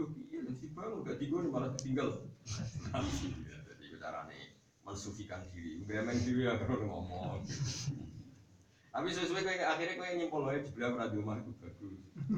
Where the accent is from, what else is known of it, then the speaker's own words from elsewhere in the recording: Java, Indonesia; kita kan orang Jawa, ya ini orang Jawa